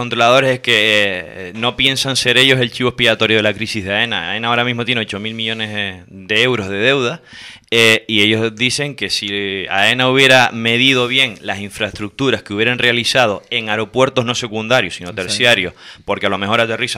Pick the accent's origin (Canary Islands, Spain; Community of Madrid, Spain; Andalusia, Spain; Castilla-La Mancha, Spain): Canary Islands, Spain; Y en los días libres me voy para mi tierra. Con lo cual, hay pocos controladores canarios en ese sentido.